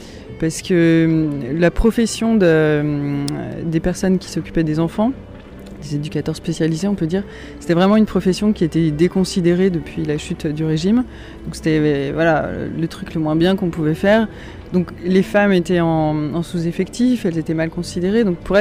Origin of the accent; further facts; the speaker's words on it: Auvergne-Rhône-Alpes, France; Moi je suis pas très loin du Grand Bivouac en fait, puisque j'habite à Annecy. Donc je suis originaire de Haute-Savoie. Et qui je suis ? Je suis une femme de 31 ans, bientôt. Et voilà, originaire de Haute-Savoie